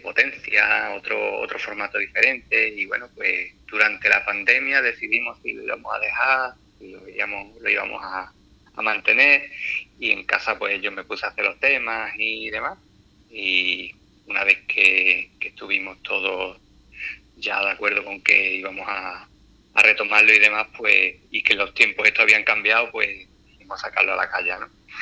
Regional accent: Puerto Serrano, Andalusia, Spain; un amigo de Puerto Serrano, yo soy de Puerto Serrano

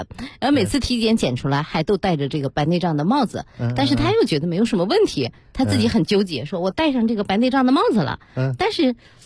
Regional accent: Beijing, China; 我们北京人现在人均寿命已经是预期寿命啊，82点多岁

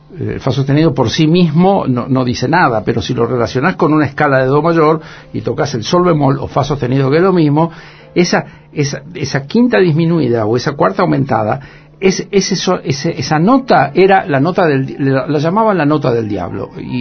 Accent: Buenos Aires, Argentina; born there; Yo nací en Buenos Aires, pero todos los veranos íbamos para la familia de mamá de allá.

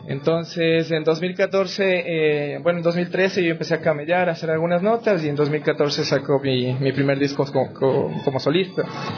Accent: Quito, Pichincha, Ecuador; por eso soy de la Vicentina.

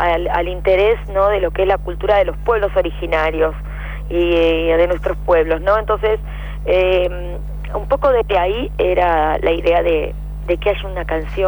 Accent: Chos Malal, Neuquén, Argentina; Yo soy de Neuquén, soy una cantante, una cantora de neuquina, nacida en Chosmalal. Entonces, la geografía del lugar donde nací y donde me crié es territorio mapuche.

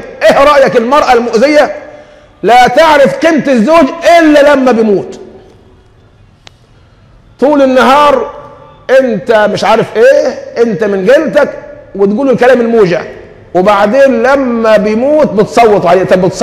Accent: Egypt; ما احنا كمصريين فينا الطبع ده

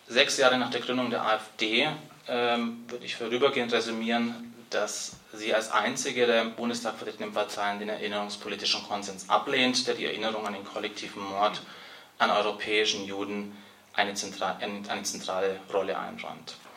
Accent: Bavaria, Germany; Ich bin in Bayern auf dem Dorf aufgewachsen

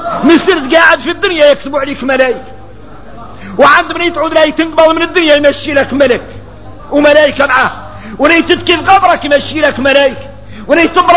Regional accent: Mauritania; هذا النهي نقول لكم احنا كاملين موريتاني

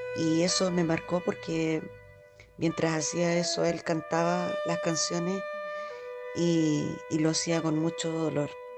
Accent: Chillán, Ñuble, Chile; soy de Chillán

